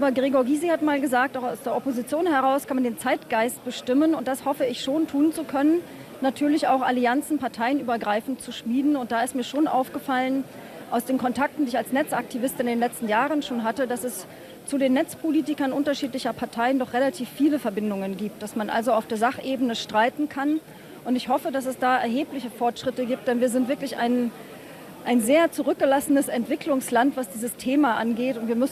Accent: East Germany, Germany; dass jetzt die Möglichkeit für mich theoretisch besteht als Ossi

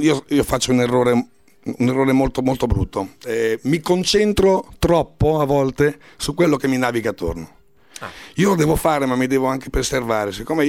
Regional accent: Rimini, Emilia-Romagna, Italy; also born or lived in Ravenna; now in Rome, Italy; Eh sì, perché io sono nato a Ravenna. Però ho abitato sempre a Rimini, mio babbo di lì, e adesso sono a Roma

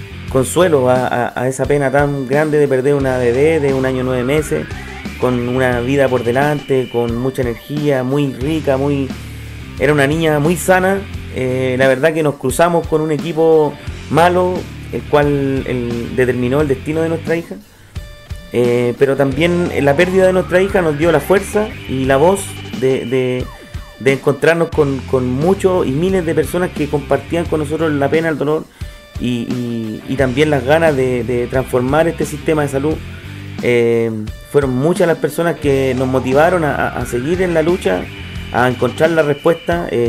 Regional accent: Valparaíso, Chile; soy del Cerro Las Cañas, vivo ahí toda la vida, he vivido en el Cerro Las Cañas, cerro el cual fue afectado por el mega incendio en el año 2014.

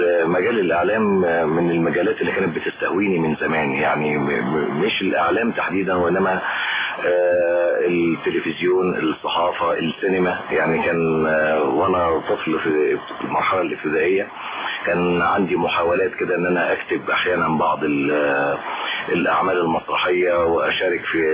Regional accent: Cairo, Cairo Governorate, Egypt; أنا نشأت في القاهرة في منطقة اسمها الحلمية الجديدة، وهي منطقة يعني جزء كبير منها شعبي

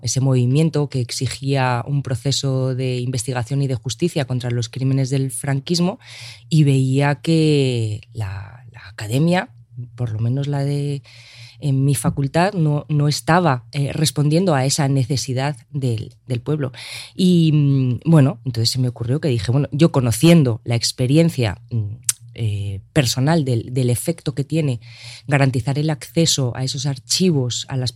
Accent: Argentina; born there; comprender también la historia de mi país natal, de Argentina

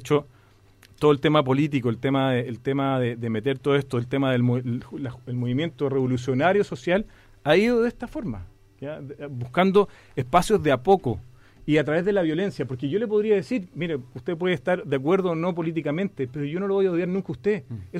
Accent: Chile; como buen chileno

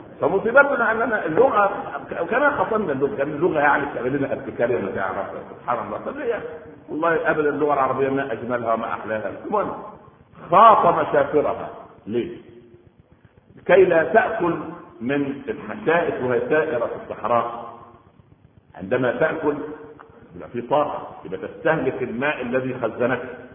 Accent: Egypt; عندنا في مصر العوام من الناس يقول لك

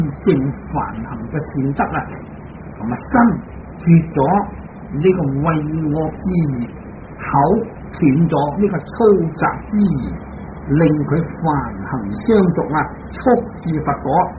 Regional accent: China; 我哋中国人拜佛就舒服啦

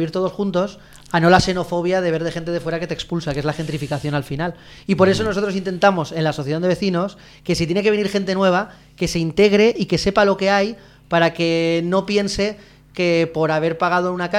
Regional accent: Valencia, Valencian Community, Spain; mamá es de Canarias y Montpar es del Grau, ¿vale? Y yo soy del Canyamelar porque vis casi al costat.

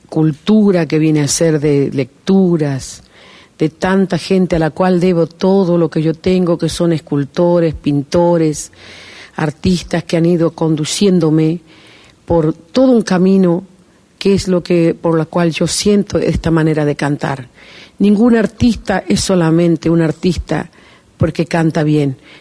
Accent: Tucumán, Argentina; born there; also born or lived in Mendoza / Uruguay; Para mí Tucumán significó donde yo nací, donde están mis hermanos, donde ha muerto mi papá, donde supongo que descansaré yo finalmente después de tantas giras.

